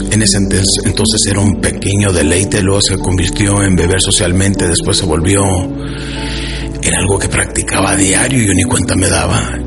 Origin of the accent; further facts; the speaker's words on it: United States; crecí en Estados Unidos, con los norteamericanos que dicen time is money, o sea, el dinero es lo más importante para los norteamericanos, y así crecí yo.